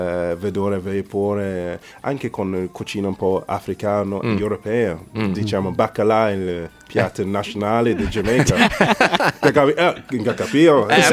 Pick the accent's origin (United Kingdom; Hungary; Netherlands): United Kingdom; Nottingham, East Midlands; Italian is a second language; now in Italy; No, sono inglese.